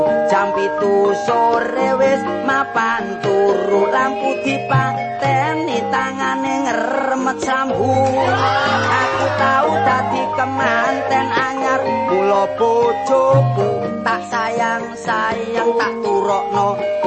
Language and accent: Indonesian; Surabaya, East Java, Indonesia; Saya seorang seniman asal dari kota Surabaya.